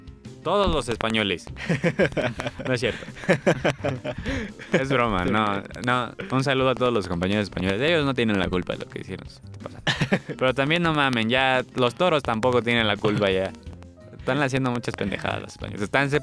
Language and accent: Spanish; Celaya, Guanajuato, Mexico; Sí, de hecho, Celaya, de donde yo soy